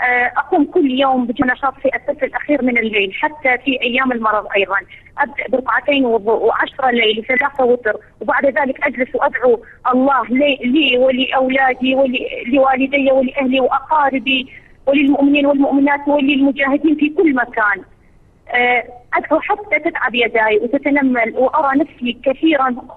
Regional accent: Iraq; Arabic is a second language; وإحنا نازحين وفقدنا كل ما نملك في العراق في الوقت الحالي

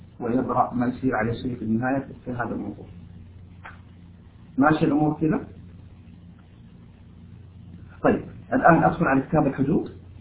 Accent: Taif, Makkah Province, Saudi Arabia; now in Jeddah, Saudi Arabia; لأنه أنا من أهل الطائف وشغال في جدة،

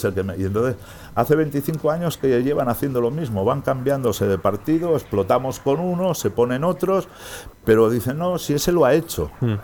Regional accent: Barcelona, Catalonia, Spain; born there; piensa que yo soy nacido en Barcelona. Barcelona es Cataluña, ¿vale?

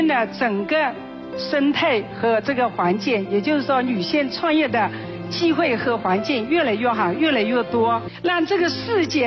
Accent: Zhejiang, China; 我出生于浙江省的一个普通山川，15、16岁开始，我和村里的大男人们一起干农活修水库。

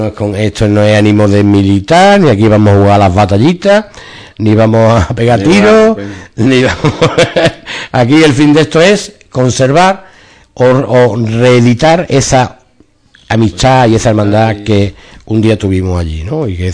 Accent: Ubrique, Andalusia, Spain; si soy de Ubrique y queréis contactar con alguien más cercano

